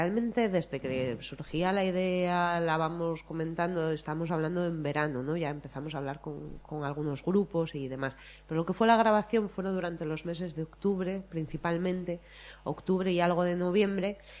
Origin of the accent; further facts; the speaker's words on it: Asturias, Spain; first language Asturian; haciéndolo en asturiano para que ellos sí, claro, sí tengan referencias musicales en nuestra lengua materna.